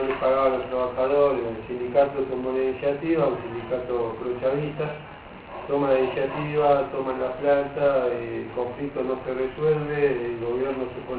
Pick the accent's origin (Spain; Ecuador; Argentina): Argentina; O sea, yo como argentino no me ofendo, al contrario, me parece bárbaro.